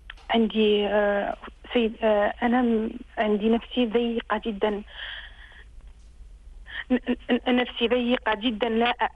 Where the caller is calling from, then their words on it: France; من فرنسا، أريد سؤال